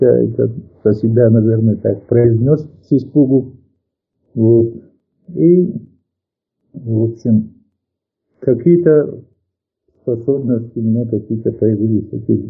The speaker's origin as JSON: {"language": "Russian", "region": "North Ossetia–Alania", "country": "Russia", "tie": "born or raised there", "also_born_or_lived": "Dushanbe, Tajikistan", "said": "через 3 года мы приехали в Осетию, вернулись домой, и вот с тех пор, например, здесь пошел в детский садик в горах у нас там, и потом в школу пошел, закончил школу"}